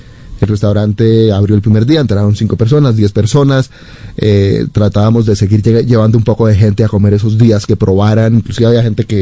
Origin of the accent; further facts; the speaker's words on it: Colombia; moved away; Tiene que ponerse también en perspectiva cuando yo me fui de Colombia y en la década de los 90 fue una época muy difícil para el país.